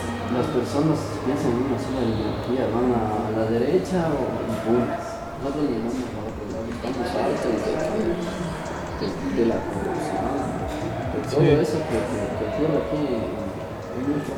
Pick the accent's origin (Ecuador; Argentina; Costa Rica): Ecuador; Que vive el Ecuador sobre todo y somos ecuatorianos de corazón.